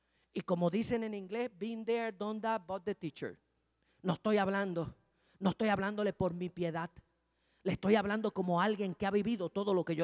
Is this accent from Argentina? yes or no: no; Mayagüez, Puerto Rico; ¿Usted se acuerda aquí en Mayagüez? Yo soy de aquí, de Mayagüez.